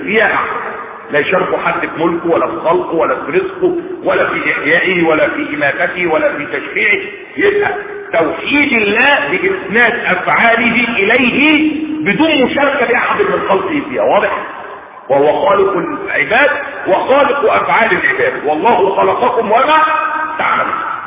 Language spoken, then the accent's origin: Arabic; Egypt; عندنا في مصر هنا